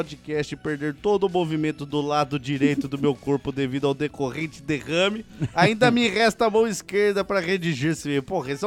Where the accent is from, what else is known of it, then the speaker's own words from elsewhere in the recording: Santa Cruz do Sul, Rio Grande do Sul, Brazil; tenho 20 anos e sou de Santa Cruz do Sul, Rio Grande do Sul.